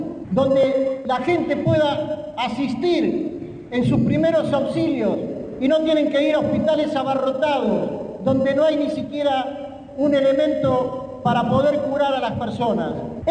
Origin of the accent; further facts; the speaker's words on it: Buenos Aires, Argentina; soy ciudadano de la Ciudad de Buenos Aires, para más datos del barrio de Villa Crespo.